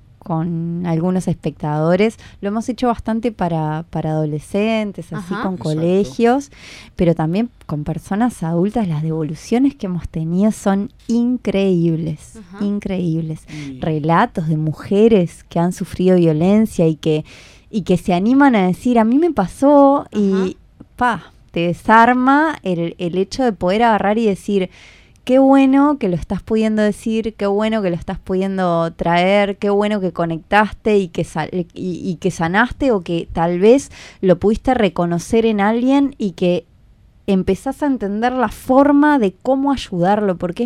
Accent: Montevideo, Uruguay; Yo soy de Montevideo, me había ido cuando quedé embarazada de mi hijo. Estuve trabajando en Mercedes un tiempo y ahora volví hace 2 años.

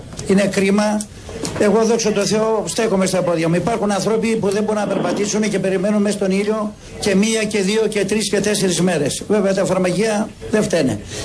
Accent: Greece; Είμαι υπερήφανος που είμαι Έλληνας, αλλά όχι με την κατάσταση αυτή.

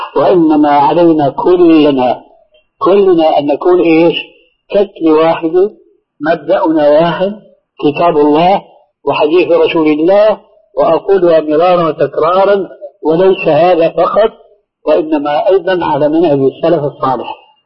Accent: Syria; وإنما حركة على النظام العسكري الذي يعبر عنه عندنا في سوريا مكانك واضح

